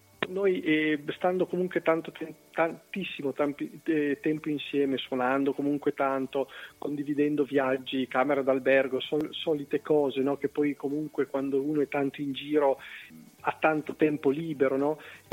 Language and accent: Italian; Cuneo, Piedmont, Italy; io sono di Cuneo